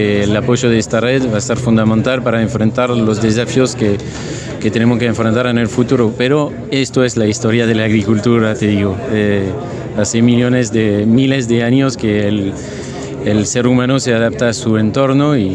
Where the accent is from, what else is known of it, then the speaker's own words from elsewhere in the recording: central France, France; now in Argentina; Soy francés y vivo acá.